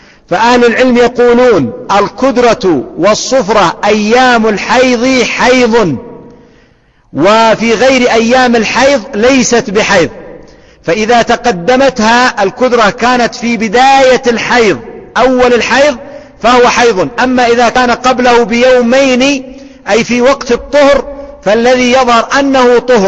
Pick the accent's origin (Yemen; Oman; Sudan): Yemen; أو خبزا نسميه عندنا في اليمن فتة بالحليب